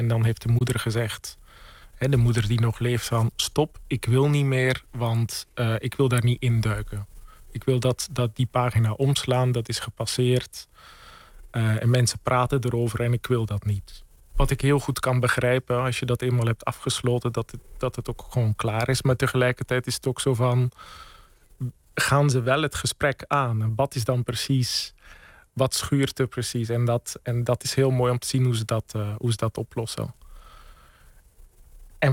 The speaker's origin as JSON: {"language": "Dutch", "town": "Bellegem", "region": "Flanders", "country": "Belgium", "tie": "born or raised there", "said": "En ik herken ook heel veel vanuit het West-Vlaamse dorp Bellegem, waar ik ben opgegroeid"}